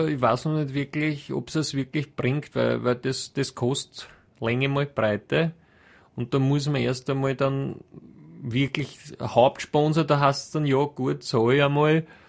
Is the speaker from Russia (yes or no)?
no; Austria; wir da als Österreicher